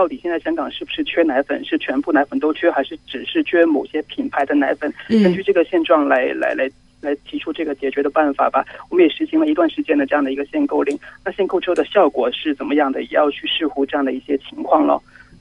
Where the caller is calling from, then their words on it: Guangzhou, Guangdong, China; 你好，我从广州打过来